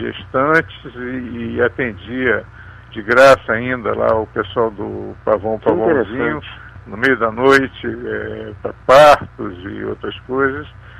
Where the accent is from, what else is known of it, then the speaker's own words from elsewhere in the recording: Rio de Janeiro, Brazil; E eu fui criado aqui em Ipanema, quer dizer, eu sou um garoto de Ipanema, quer dizer, agora um coroa de Ipanema